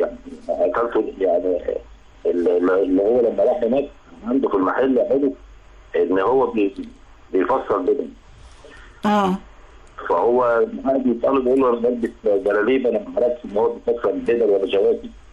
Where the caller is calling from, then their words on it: Cairo, Cairo Governorate, Egypt; من القاهره.